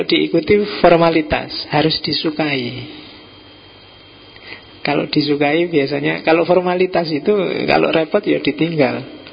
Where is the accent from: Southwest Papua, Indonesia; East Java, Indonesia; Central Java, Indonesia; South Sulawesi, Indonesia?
East Java, Indonesia; Kalau saya Jawa Timur, lebih terus terang, to the point.